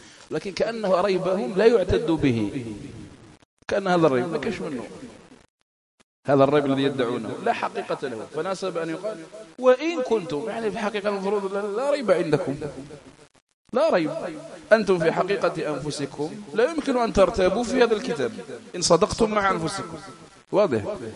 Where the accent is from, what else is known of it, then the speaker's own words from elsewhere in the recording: Algeria; علماء بلادنا الجزائر خصوصا